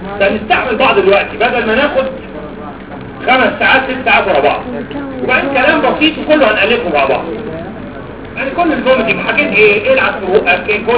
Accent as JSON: {"language": "Arabic", "region": "Upper Egypt", "country": "Egypt", "said": "انا موجود في بني سويف كما استاذتي دكتوره زينه ابراهيم مواليد نفس البلد بني سويف. انا صعيدي"}